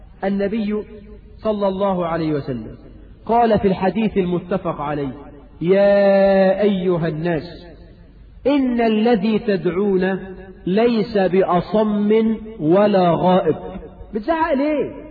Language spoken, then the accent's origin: Arabic; Egypt; وعندنا في مصر حاجات غريبة يا أخي